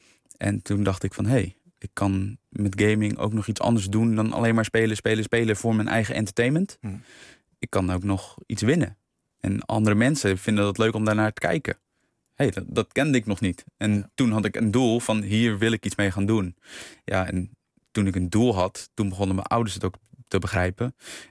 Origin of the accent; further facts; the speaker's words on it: Netherlands; Want zeker in Nederlander, en dan spreek ik even als Nederlander